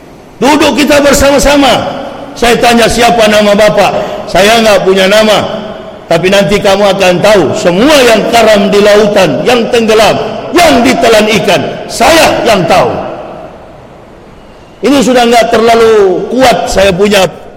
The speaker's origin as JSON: {"language": "Indonesian", "town": "Manado", "region": "North Sulawesi", "country": "Indonesia", "said": "Apalagi di kampung halaman saya di Manado."}